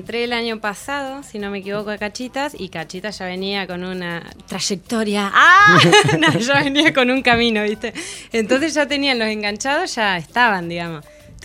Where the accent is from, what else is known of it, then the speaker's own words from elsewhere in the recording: Neuquén, Argentina; Yo de Neuquén, capital. De Neuquén.